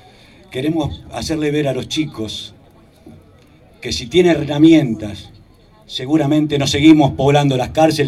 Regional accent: José León Suárez, Buenos Aires Province, Argentina; en un barrio, en mi barrio, La Carcova, en mi pueblo, José León Suárez, y de acá al mundo

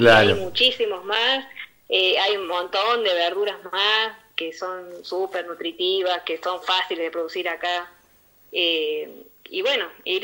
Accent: Córdoba, Argentina; moved away; Yo soy de Córdoba, hace 15 años que estoy acá en la zona.

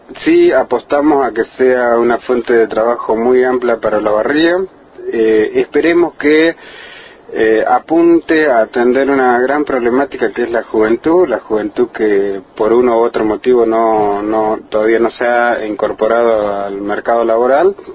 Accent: Argentina; es la salida que estamos buscando como los argentinos

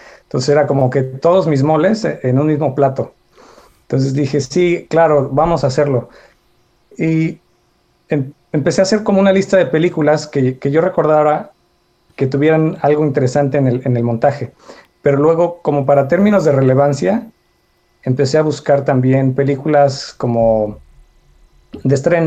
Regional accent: Guanajuato, Mexico; now in Austin, United States; me mudé a Estados Unidos hace poco, estoy viviendo ahora en Austin, Texas, yo soy de Guanajuato, México

